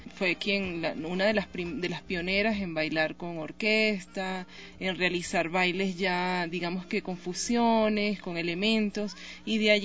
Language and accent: Spanish; Caracas, Capital District, Venezuela; moved away as an adult; Bueno, sí, yo soy venezolana, específicamente de Caracas, de la capital.